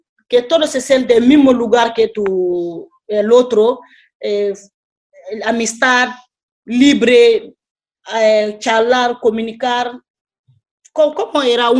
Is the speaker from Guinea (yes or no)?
yes; Guinea; Spanish is a second language; yo soy de Guinea. El Wolof no es mi lengua, pero Guinea y Senegal es muy cerca. Así siempre, yo me gustaba viajar, siempre estaba en Senegal, tengo una parte de mi familia ahí, y así aprendió el Wolof también, bien.